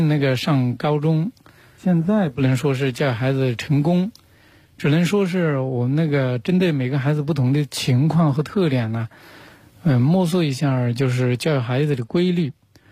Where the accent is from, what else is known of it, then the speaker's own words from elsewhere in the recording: Huanggang, Hubei, China; 我小时候在农村长大的，从那个湖北黄冈的一个农村出来。